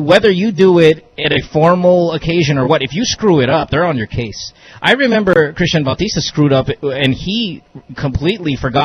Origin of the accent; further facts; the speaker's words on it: Philippines; My mom is Indian. Mm-hmm. That's why … But I'm Filipino